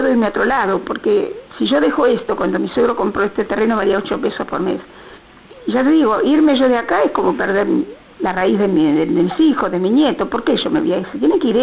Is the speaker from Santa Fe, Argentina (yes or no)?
no; Buenos Aires, Argentina; yo soy de Capital, pero acá nació mi marido, acá nació mis hijos, acá nacieron mis nietos